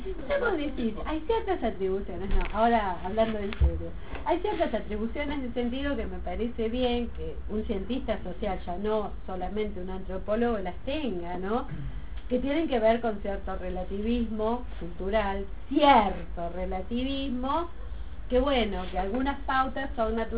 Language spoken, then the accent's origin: Spanish; Buenos Aires, Argentina; pero de donde yo vengo, de Buenos Aires, no sabés lo que son los antropólogos.